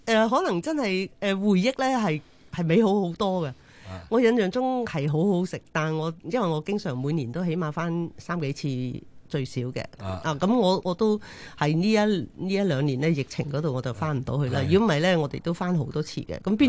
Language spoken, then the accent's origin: Cantonese; Chaozhou, Guangdong, China; 即係譬如我哋潮州人中意做嗰啲蚵仔煎啊嗰啲咧，其實都用鴨蛋嘅喎。